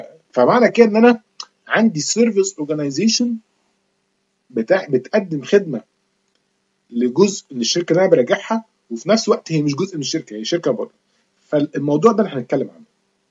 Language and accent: Arabic; Egypt; ممكن موضوع ما يبقاش مشهور عندنا في مصر شوية